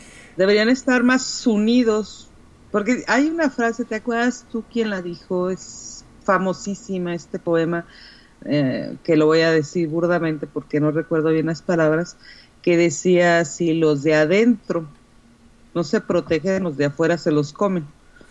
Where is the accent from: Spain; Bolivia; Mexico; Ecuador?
Mexico; acá es decir, soy mexicano, punto, ¿no?